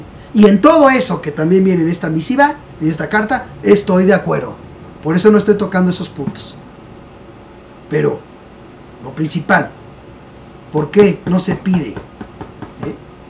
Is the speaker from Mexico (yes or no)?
yes; Mexico; Lo único que yo sé y lo que siento como mexicano